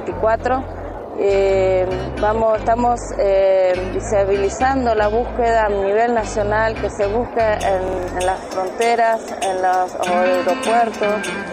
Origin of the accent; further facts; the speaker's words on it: Neuquén, Argentina; Somos de Neuquén Capital.